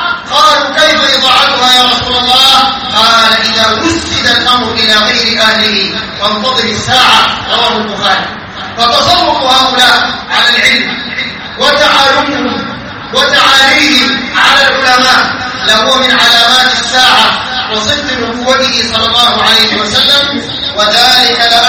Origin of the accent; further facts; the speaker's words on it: Sudan; عندنا في السودان